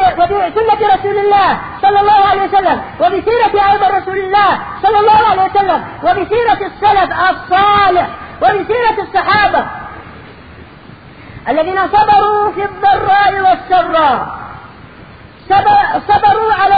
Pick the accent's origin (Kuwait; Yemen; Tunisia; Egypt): Yemen; موجود عندنا باليمن. ماذا اقول لك، ماذا اقول لهم وانا في مصر